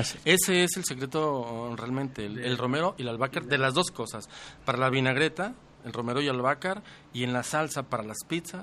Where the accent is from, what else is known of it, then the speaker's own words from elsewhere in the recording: Guadalajara, Jalisco, Mexico; fíjate, soy de Guadalajara. Soy de Guadalajara